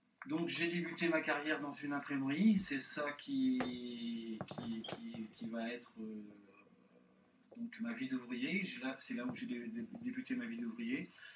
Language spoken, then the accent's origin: French; Blois, Centre-Val de Loire, France; born there; je suis né à Blois et j'ai débuté ma carrière professionnelle en Touraine, par des petits boulots au début et ensuite dans l'imprimerie. J'ai 55 ans.